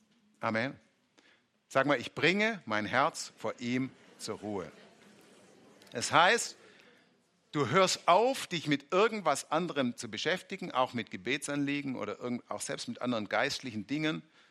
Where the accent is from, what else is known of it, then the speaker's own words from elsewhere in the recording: Baden-Württemberg, Germany; Muss man aufpassen, als Schwabe klingt es so wie sehen.